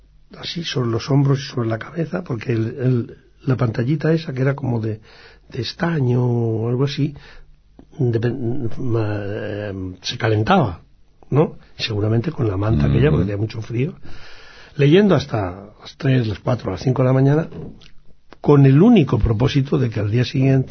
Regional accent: Basque Country, Spain; Siempre tuvimos una ligazón extraordinaria con el País Vasco, bueno, por la sencilla razón de que somos vascos, ¿no?

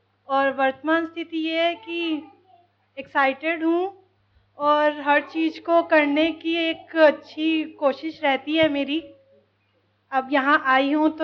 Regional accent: Delhi, India; मैं दिल्ली से आई हूँ।

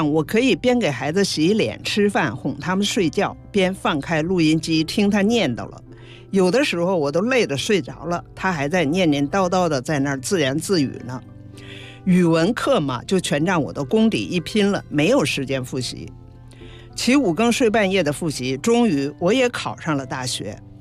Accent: Morin Dawa Daur Autonomous Banner, Inner Mongolia, China; now in Beijing, China; 我毕业回到了我的老家内蒙古呼伦贝尔盟的莫里达瓦达霍尔族自治旗，

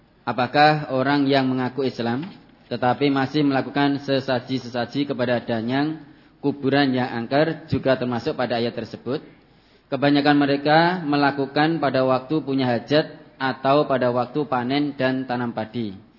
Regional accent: Temanggung, Central Java, Indonesia; now in Sleman, Indonesia; Saya dari Temanggung, merantau di Sleman, daerah istimewa Yogyakarta.

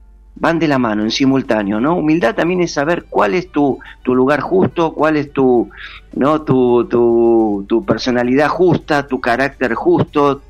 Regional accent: Argentina; Bueno, es parte de nuestro speech como argentino.

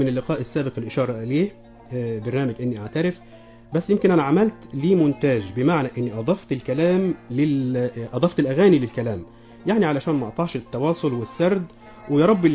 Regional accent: Egypt; اتنقلت على شرايط إذاعة عندنا في مصر هنا

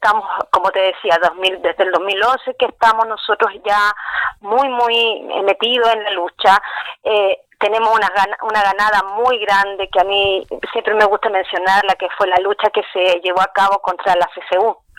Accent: Paine, Santiago Metropolitan Region, Chile; soy de Paine, soy de la comuna de Paine

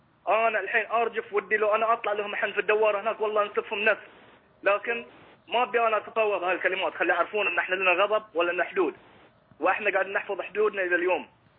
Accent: Bahrain; يا اخي انا مظلوم، انا انسان بحريني، انا مظلوم

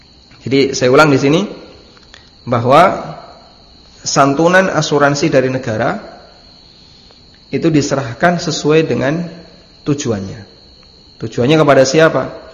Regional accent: Lamongan, East Java, Indonesia; Saya tidak menjumpainya di daerah Lamongan, ya, tempat asal saya. Makanya di sana ketika takziah itu tidak disediakan kotak infak atau kotak amplop. Tidak seperti di sini, kalau di sini kan disediakan kotak seperti itu.

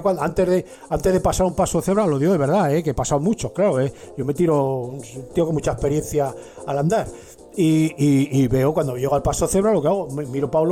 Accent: Madrid, Community of Madrid, Spain; born there; Vamos, yo no soy del norte, yo nací en Madrid.

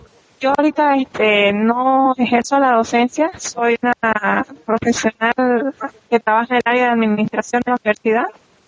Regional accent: Bolivia; soy de Bolivia.

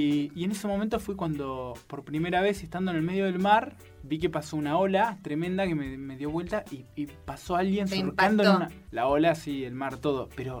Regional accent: Corrientes, Argentina; Soy de un pueblo de la provincia de Corrientes.

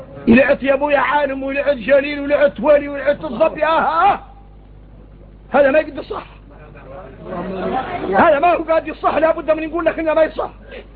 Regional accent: Mauritania; احنا موريتاني

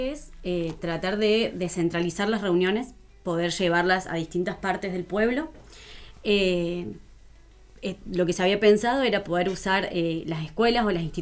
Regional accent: Cruz del Eje, Córdoba, Argentina; Yo soy de Cruz del Eje.

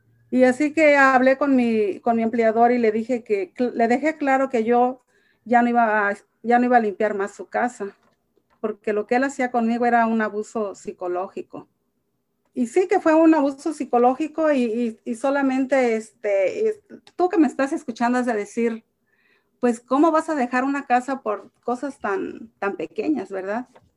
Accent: Michoacán, Mexico; now in United States; soy de Michoacán y estoy casada y tengo dos hijos. Soy trabajadora del hogar ya por 32 años y agradecida con Dios por llegar a este país de Estados Unidos

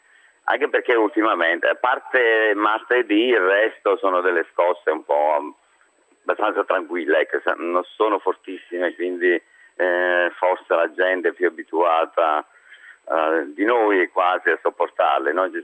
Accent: Trentino-Alto Adige, Italy; Noi veniamo dal Trentino

